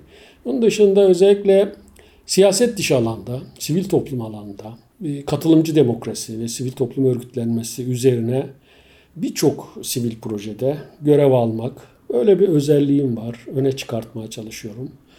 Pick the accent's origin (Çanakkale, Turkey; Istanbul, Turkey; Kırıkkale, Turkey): Çanakkale, Turkey; Bozköy; moved away as an adult; ben aslında yani 55 yıl önce Çanakkale'de doğmuşum. Yaşım 55. Dolayısıyla Çanakkale'de Geyikli bölgesinde bulunan Bozköy diye bir köyde. Baba memleketim orası. Aile memleketim orası.